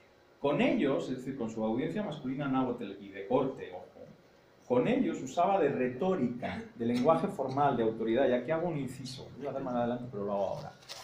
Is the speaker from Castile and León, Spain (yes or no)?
yes; Castile and León, Spain; accent: rural Castilian; Porque el mande forma parte de mi dialecto nativo de la Castilla rural.